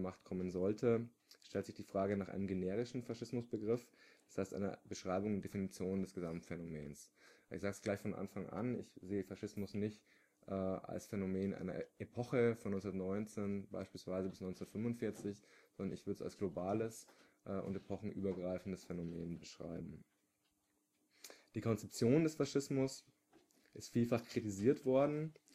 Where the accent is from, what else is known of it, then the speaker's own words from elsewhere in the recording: Bavaria, Germany; now in Berlin, Germany; ich bin aus Berlin, eigentlich aber aus der Oberpfalz